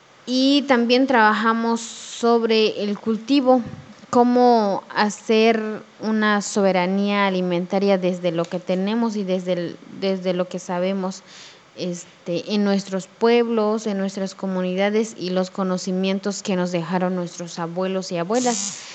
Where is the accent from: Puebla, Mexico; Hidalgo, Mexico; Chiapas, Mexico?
Chiapas, Mexico; Ocosingo; Soy originaria de una comunidad del ejido Macedonia, municipio de Ocosingo, Chiapas.